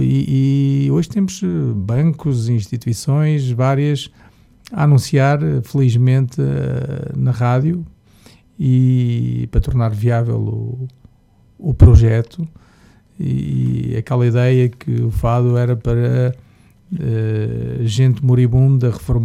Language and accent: Portuguese; Luanda, Angola; Sabes, eu sou angolano, não é? Eu nasci em Luanda